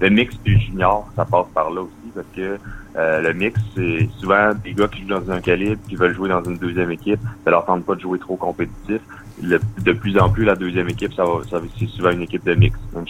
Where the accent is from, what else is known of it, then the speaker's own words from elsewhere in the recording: Quebec City, Quebec, Canada; Là, je suis natif de Québec.